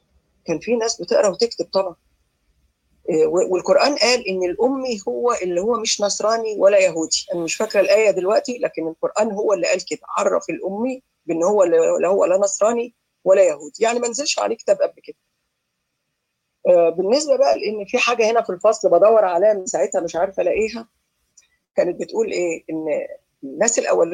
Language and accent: Arabic; Egypt; احنا كمصريين ما كناش عرب.